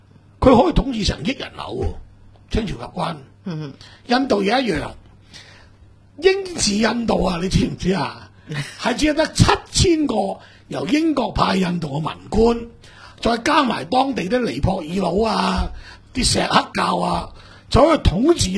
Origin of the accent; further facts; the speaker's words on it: China; 嗰個民族其實當同我哋中國人一樣